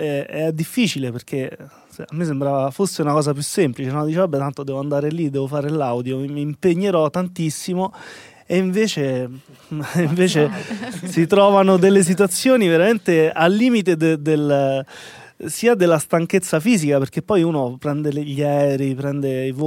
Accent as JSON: {"language": "Italian", "town": "Sutri", "region": "Lazio", "country": "Italy", "said": "Io provengo da un background provinciale, no? Vengo dalla provincia di Viterbo, da Sutri in particolare"}